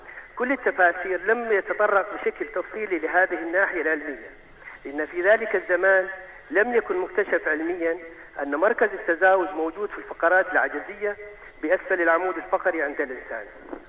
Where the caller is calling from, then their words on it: Deir ez-Zor, Deir ez-Zor Governorate, Syria; من سوريا دير الزور.